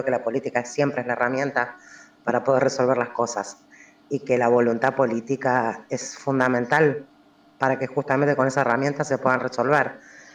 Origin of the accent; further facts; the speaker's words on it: Buenos Aires Province, Argentina; now in Siquiman, Argentina; hace 2 años que me instalé acá en el Valle de Punilla. Vengo del conurbano bonaerense.